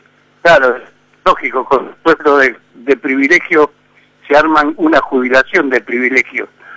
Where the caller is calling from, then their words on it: Moreno, Buenos Aires Province, Argentina; de Moreno.